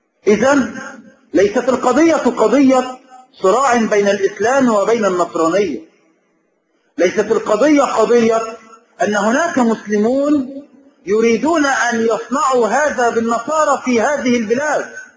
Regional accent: Egypt; فهم يعيشون معنا في بلادنا مصر وهي بلد إسلامي

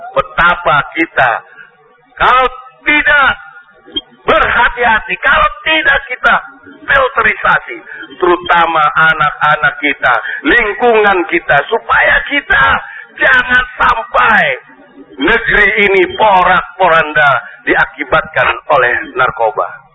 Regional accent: Banjarmasin, South Kalimantan, Indonesia; born there; Lahir di Banjarmasin 12 November 1967. 49 tahun. Apa orang Matapura, mama orang Sumandai

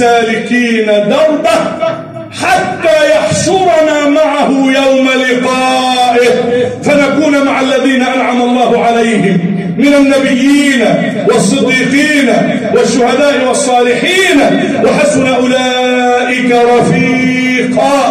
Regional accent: Egypt; اجعل بلدنا مصر أمنا أمانا، شفاء رخاء، وسائر بلاد

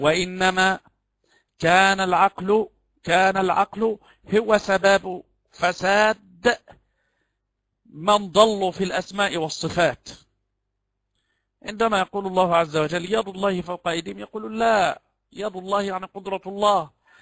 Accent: Egypt; كما يقال عندنا في مصر قريب الزوجة يدخل من غير أن يستأذن

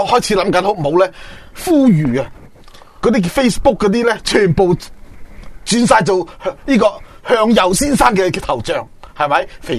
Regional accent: Hong Kong; 我哋香港人呢要保持住中国人嗰种传统美德

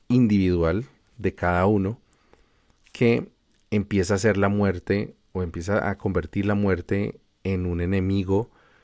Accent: Colombia; al menos de donde vengo yo, que es de Colombia

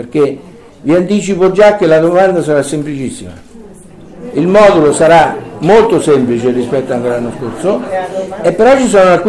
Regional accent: Terni, Umbria, Italy; io che vengo da Terni voglio andare a Caserta

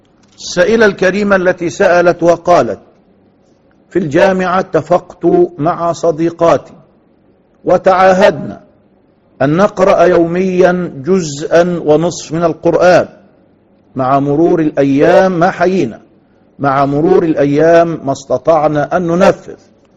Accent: Egypt; كما نقول دائما في المثل العام عندنا في مصر

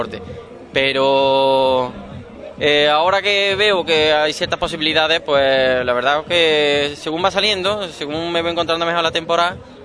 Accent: Puente Genil, Andalusia, Spain; Yo soy de Puente Genil, allí lo máximo que aspiro son olivos, sí, y membrillo.

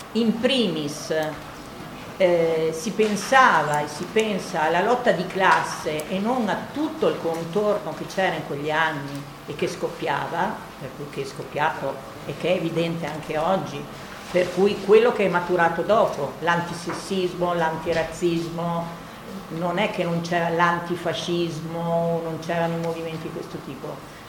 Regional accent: Vicenza, Veneto, Italy; non sono bolognese, sono una vicentina e appartengo a quella parte dell'autonomia operaia vicentina processata col 7 aprile

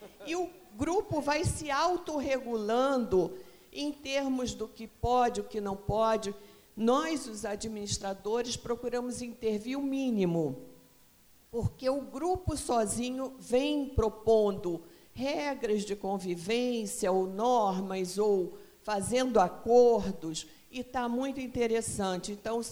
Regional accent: Rio de Janeiro, Brazil; eu sou do Rio, começamos lá no Rio

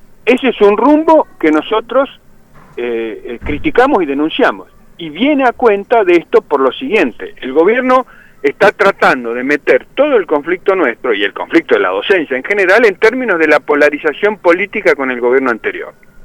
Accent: Neuquén, Argentina; Aclaremos, yo soy de Neuquén, así imagínense, para los patagónicos

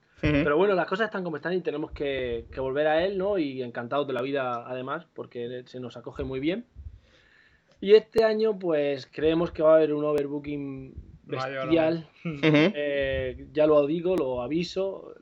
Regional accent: Mula, Region of Murcia, Spain; cuando vivía en mi pueblo, en Mula, ¿no?, en un sitio donde no se hacía nada, por no haber, no hay ni avispas para que te piquen

